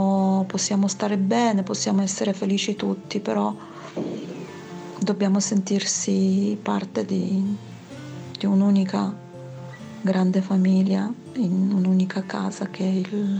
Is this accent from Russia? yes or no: no; Poland; now in Salerno, Italy; Sono nata in Polonia, i miei genitori sono polacchi. Quando mi chiedono di dove sono, rispondo: vengo dalla Polonia ma vivo a Salerno.